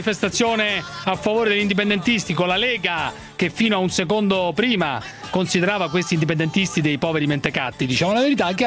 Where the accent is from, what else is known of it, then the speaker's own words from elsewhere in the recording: Rome, Lazio, Italy; Sono romano.